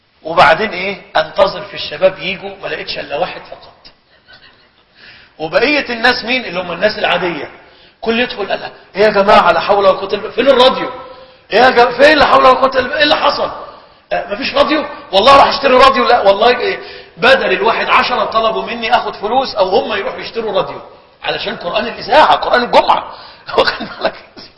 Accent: Egypt; كان إلى وقت قريب عندنا بمصر الناس يهجرون صلاة العيد

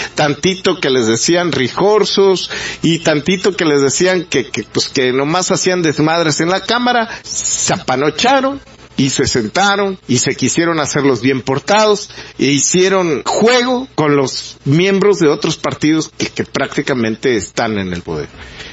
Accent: Mexico; somos los mexicanos bien pendejos para explotarlo

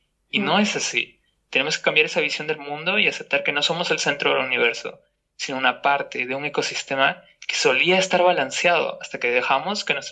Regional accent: Peru; born there; moved away; como te mencioné antes, yo de hecho nací en Perú, ¿no?

